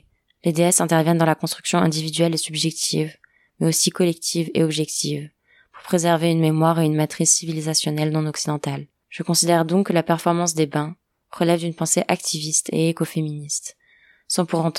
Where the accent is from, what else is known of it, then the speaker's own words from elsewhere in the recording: Ceará, Brazil; French is a second language; de la région de Ceará, la province où je suis née et où j'ai grandi au Brésil.